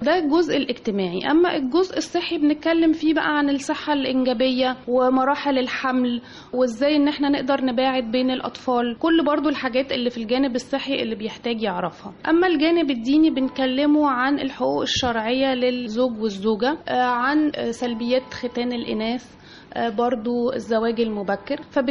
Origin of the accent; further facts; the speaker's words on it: Egypt; احنا كمجتمع مصري وشرقي مش متعودين على الطلاق